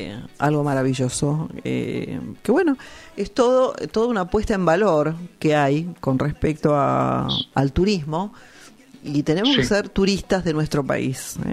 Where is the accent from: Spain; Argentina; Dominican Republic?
Argentina; nosotros como argentinos tenemos que hacer el esfuerzo de recorrer la Argentina.